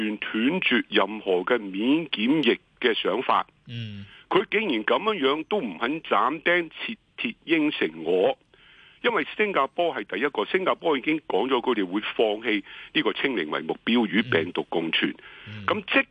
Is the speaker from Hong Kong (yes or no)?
yes; Hong Kong; 我哋香港人